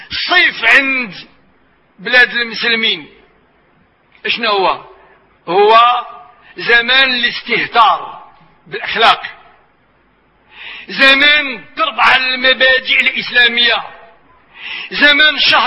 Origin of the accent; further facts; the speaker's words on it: Marrakesh, Marrakesh-Safi, Morocco; وبصفتنا احنا من مراكش، ومراكش جو صحراوي،